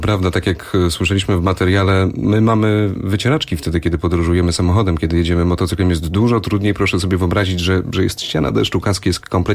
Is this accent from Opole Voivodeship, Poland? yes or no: no; Grudziądz, Kuyavian-Pomeranian Voivodeship, Poland; U mnie w Grudziądzu, w rodzinnym mieście, pamiętam, były takie numery na torze żużlowym.